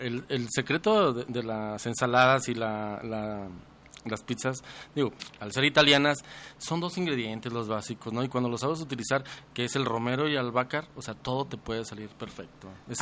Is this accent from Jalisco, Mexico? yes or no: yes; Guadalajara, Jalisco, Mexico; fíjate, soy de Guadalajara. Soy de Guadalajara